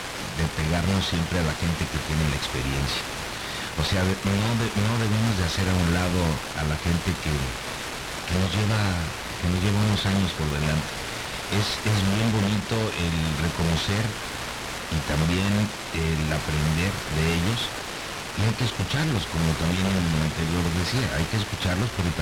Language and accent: Spanish; Mexico; moved away; Que llegamos de México para acá.